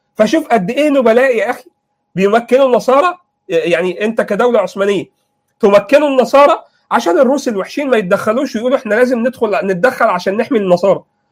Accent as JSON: {"language": "Arabic", "country": "Egypt", "said": "الخط الهمايون ده مهم، لان الى الان عندنا في مصر"}